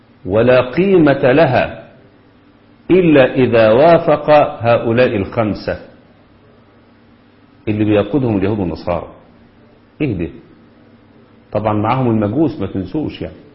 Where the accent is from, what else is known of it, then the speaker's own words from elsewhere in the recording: Egypt; احنا كمصريين بندافع عن